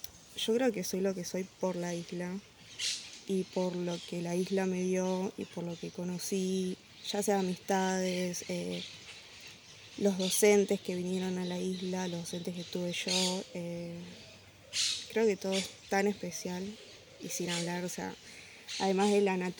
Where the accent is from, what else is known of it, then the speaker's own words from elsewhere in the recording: Buenos Aires, Argentina; born there; Nací en el Hospital Posadas... viví en varios lugares, en Aedo, Morón, alquilábamos. Y a los 3 años me vine para la isla con mis papás.